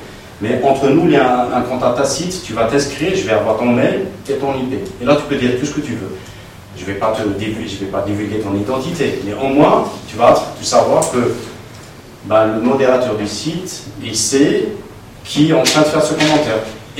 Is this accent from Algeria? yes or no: yes; Algeria; on n'est pas des Suisses, je veux dire, on n'a pas vécu dans la paix, on est des Algériens